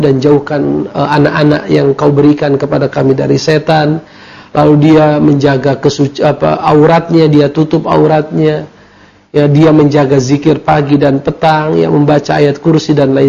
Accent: North Sumatra, Indonesia; walaupun saya berasal dari sana, dari Mandailing, tetapi kebanyakan aktivitas adalah di Jakarta ya.

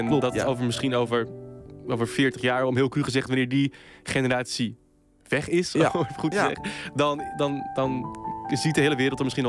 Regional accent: Friesland, Netherlands; de omgeving waar ik opgroeide. Dat was een klein dorpje in Friesland waar het geloof toch nog wel een grote rol speelde.

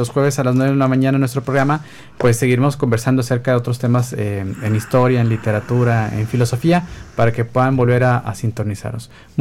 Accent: Mexico; a nosotros como mexicanos nos dan identidad

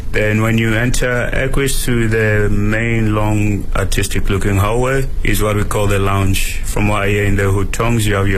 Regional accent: Yorkshire and the Humber, United Kingdom; I'm from Yorkshire, I'm from the north of England.

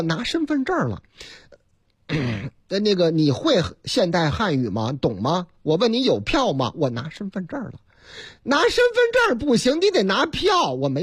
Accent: Fenghuang Village, China; 在我的老家凤凰村，全村常年住在村里的也就20来户人家

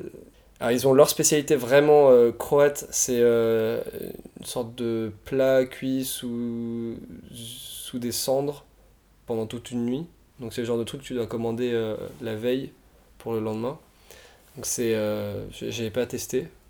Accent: France; Mais en tant que Français, on s'est pas fait embêter déjà

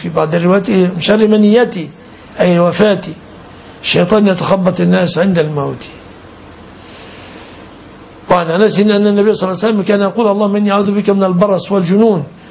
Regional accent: Egypt; عندنا في مصر ما يفهمون المعاني كثيرا.

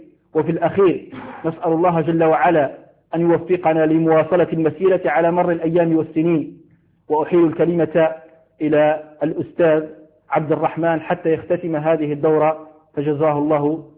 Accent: Algeria; حال الأحوال الجوية في بلدنا الجزائر حرصها الله من كل سوء

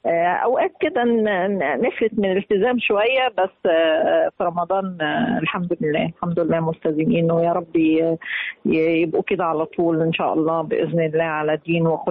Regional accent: Minya, Minya Governorate, Egypt; أنا بلدي المنيا، أنا صعيدية من المنيا وبعتز بيها. طبعا عروس الصعيد من أجمل بلاد الصعيد الحمد لله، وهي من البلاد اللي فعلا متوسطة

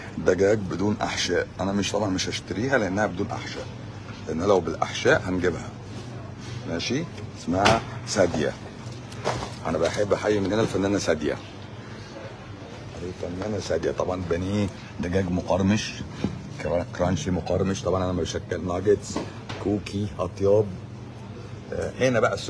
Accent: Egypt; انا عادي مصري

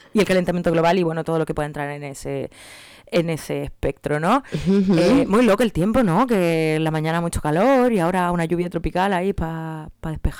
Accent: Chile; Pues yo siendo chilena también tengo muchos contactos que son de Chile y otros que son de aquí.

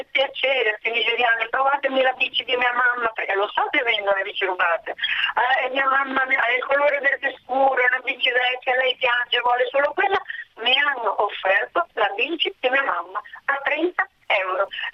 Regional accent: Ferrara, Emilia-Romagna, Italy; Pronto, io sono di Ferrara, città delle biciclette da tanto tempo, città chiusa al traffico

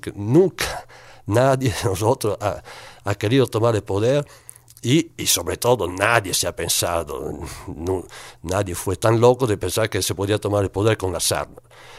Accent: Veneto, Italy; Spanish is a second language; de donde vengo yo, de la provincia de Vicenza, en Italia, en esos últimos años hubo un movimiento muy, muy fuerte

